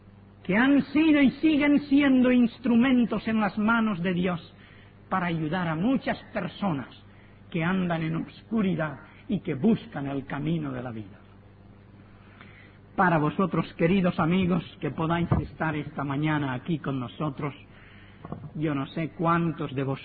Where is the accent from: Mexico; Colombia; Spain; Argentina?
Spain; born there; Yo soy español porque nací en España.